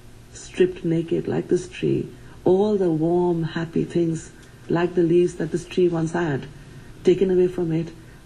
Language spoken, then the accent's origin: English; Kolkata, West Bengal, India; Because, you know, I grew up in Calcutta, where, you know, it's beautiful and green the whole year round.